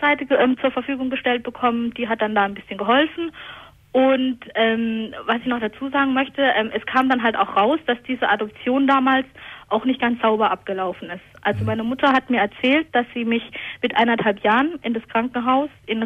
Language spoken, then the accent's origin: German; Hockenheim, Baden-Württemberg, Germany; ja, ich komme aus Hockenheim, ne? Wo soll ich denn sonst herkommen?